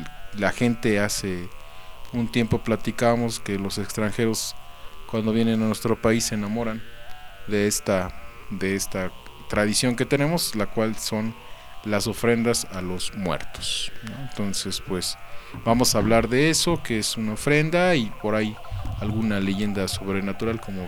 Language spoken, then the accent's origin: Spanish; Mexico; es parte, ¿no?, de la identidad como mexicanos